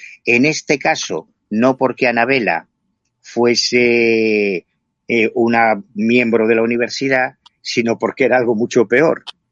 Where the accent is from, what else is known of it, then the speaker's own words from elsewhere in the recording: Galicia, Spain; Y como yo soy gallego, yo vivo en La Coruña